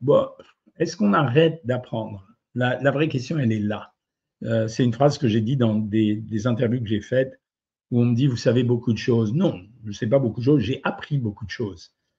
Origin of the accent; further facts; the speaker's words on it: Algeria; born there; je sais, tu sais, je suis né en Algérie, donc je te fais pas le coup de dire que j'ai plein de copains